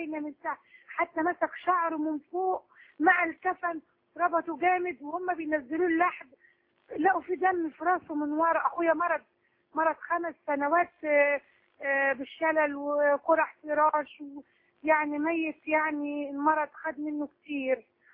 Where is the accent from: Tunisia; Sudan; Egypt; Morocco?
Egypt; Alexandria, Alexandria Governorate; انا من اسكندريه